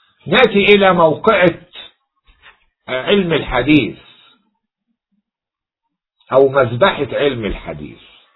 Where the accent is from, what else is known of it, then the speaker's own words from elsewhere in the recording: Egypt; عندنا في مصر ينسب الراهب إلى ديره